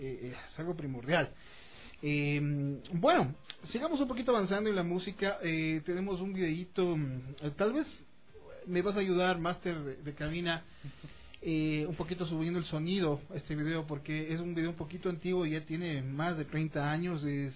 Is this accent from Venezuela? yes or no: no; Ecuador; los que somos ecuatorianos tenemos que siempre estar orgullosos